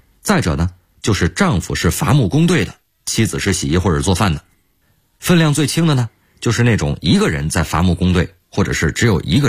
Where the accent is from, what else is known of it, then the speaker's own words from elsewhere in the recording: Yunnan, China; 因为我的老家呀，就是云南的。